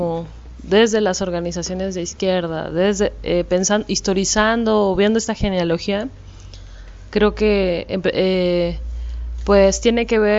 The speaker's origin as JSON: {"language": "Spanish", "country": "Mexico", "said": "pues yo soy de México y eso lo viví en Chiapas, ¿no?"}